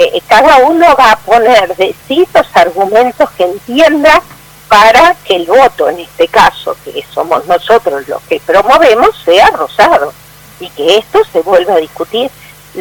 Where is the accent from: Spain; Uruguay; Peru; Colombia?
Uruguay; en realidad somos todos ciudadanos uruguayos, vamos a seguir siendo ciudadanos uruguayos